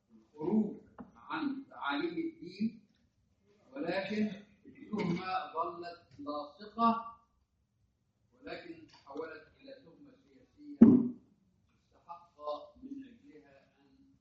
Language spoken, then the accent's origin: Arabic; Egypt; يعني حتى يعني عندنا في مصر هنا تلاقي احيانا الناس تروح تتبرك